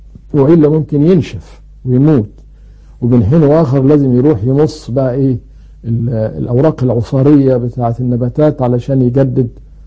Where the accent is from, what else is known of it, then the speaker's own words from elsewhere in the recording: Egypt; ومن العيلة دي برضو طائر ابو اردان عندنا في مصر